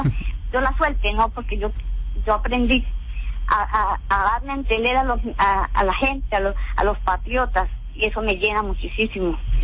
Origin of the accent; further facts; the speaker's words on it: Colombia; esta edad que yo tengo, 59 años, pero yo soy colombiana